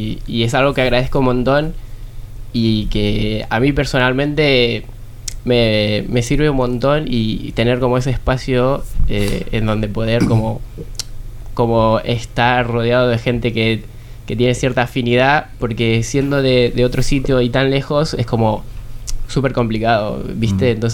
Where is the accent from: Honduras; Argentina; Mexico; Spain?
Argentina; Buenos Aires; moved away; Vengo de Argentina, de Buenos Aires.